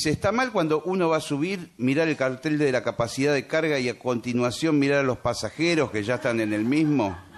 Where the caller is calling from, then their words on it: González Catán, Buenos Aires Province, Argentina; de González Catán.